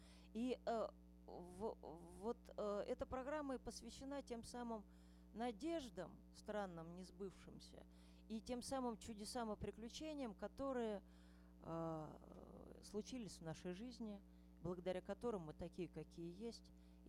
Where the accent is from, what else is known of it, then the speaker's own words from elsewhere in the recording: Ryazan, Ryazan Oblast, Russia; я из Рязани.